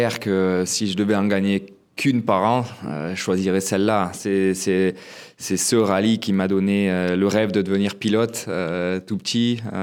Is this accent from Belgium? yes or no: no; Gap, Provence-Alpes-Côte d'Azur, France; on est basé à Gap, ma ville natale